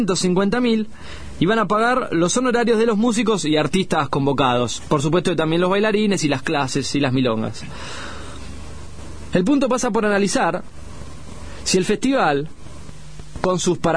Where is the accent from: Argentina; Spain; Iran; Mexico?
Argentina; Buenos Aires; Yo soy de Lugano